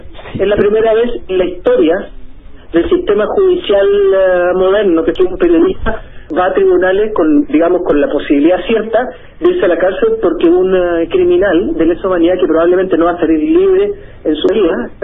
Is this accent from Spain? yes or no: no; Chile; tengo que presentarme el 16 de agosto, como cualquier chileno